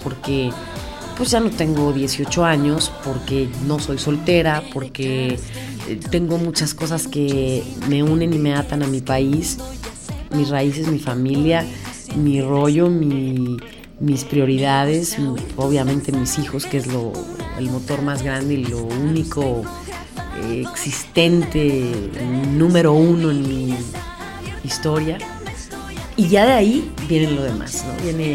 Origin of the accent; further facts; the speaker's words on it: Mexico; Pero mi prioridad es México, mi prioridad es mi lenguaje, mi música, mis raíces.